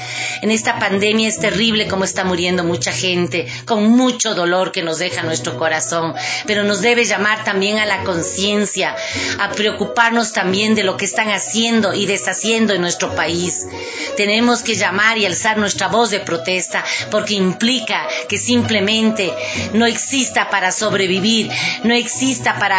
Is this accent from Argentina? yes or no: no; Ecuador; Lo que acaban de aprobar es catastrófico para nuestro país y como pueblo ecuatoriano.